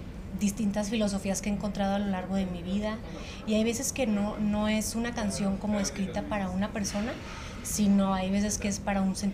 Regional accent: Torreón, Coahuila, Mexico; now in Mexico City, Mexico; aquí en Ciudad de México, yo soy de Torreón, pero aquí en Ciudad de México estudié en SACEM, que es la Sociedad de Autores y Compositores, allá en Coyoacán.

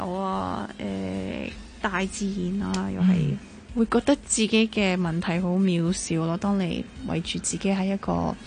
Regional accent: Hong Kong; 即係我哋香港人即係經全世界都經歷緊啲好困難嘅時候啦

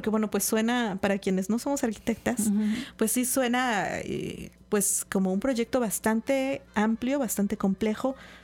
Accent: Xalapa, Veracruz, Mexico; al menos para quienes somos de Jalapa, reconocemos como una zona bastante conflictiva

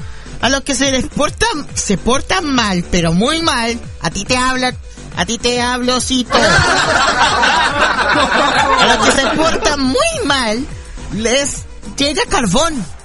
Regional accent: Chile; Así que para mis amigos de Argentina, también de Chile, mis compatriotas chilenos, por supuesto

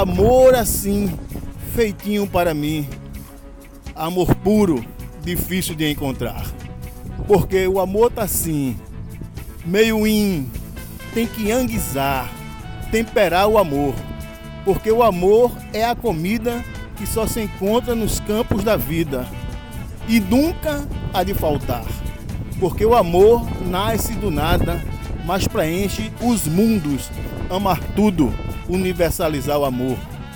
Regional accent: Recife, Pernambuco, Brazil; minha terra, Pernambuco, Recife. Mas eu já estou aqui em Pernambuco há 9, quase 10 anos

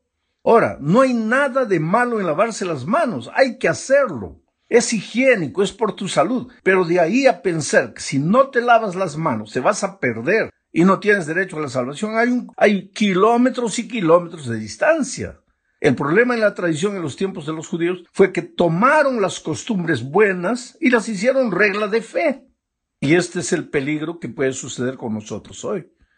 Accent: Peru; Pero yo soy, pues, un peruano que mide 1,63 m.

